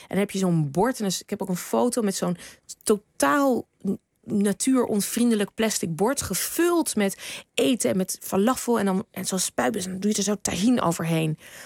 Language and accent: Dutch; Netherlands; En ik kom uit Nederland.